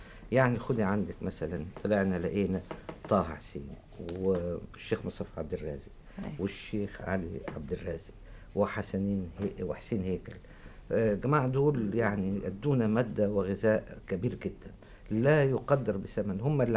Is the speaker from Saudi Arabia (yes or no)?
no; Cairo, Cairo Governorate, Egypt; وأنا من أهل القاهرة وعمري ما رحت الريف،